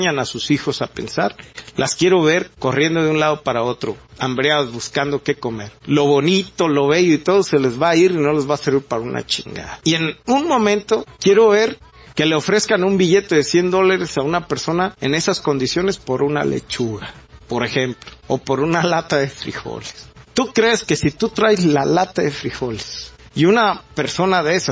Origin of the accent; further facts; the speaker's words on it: Mexico; somos mexicanos, que no somos muy altos, que estamos chaparros, prietos y panzones